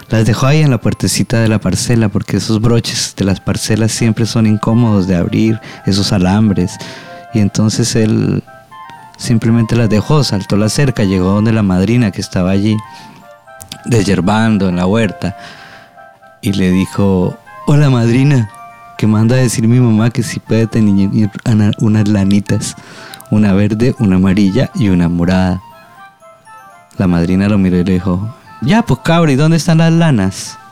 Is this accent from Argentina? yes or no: no; Colombia; now in Valparaíso, Chile; Chilombiano porque ya me siento chileno, sí, es una discusión existencial de 17 años de vida acá. De vida y de vidos. Así que claro, ya me siento mitad y mitad. Chilombiano.